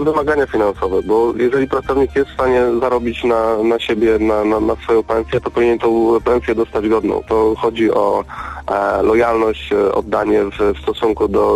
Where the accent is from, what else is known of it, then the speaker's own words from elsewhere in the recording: Lublin, Lublin Voivodeship, Poland; Mam 30 lat, jestem przedsiębiorcą z Lublina.